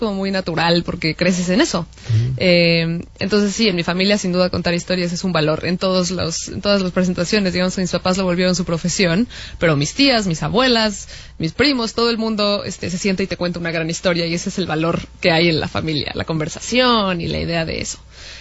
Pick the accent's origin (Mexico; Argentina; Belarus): Mexico; siento que la hice en México, y finalmente crecí en México